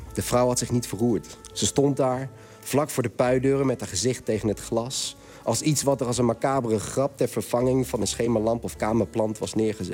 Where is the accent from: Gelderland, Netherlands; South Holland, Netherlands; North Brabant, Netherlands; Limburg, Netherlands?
Gelderland, Netherlands; Nijmegen; Ik weet nog dat ik 8 was, toen moest ik kinderpostzegels rondbrengen. En dat deed ik dan hier in Nijmegen.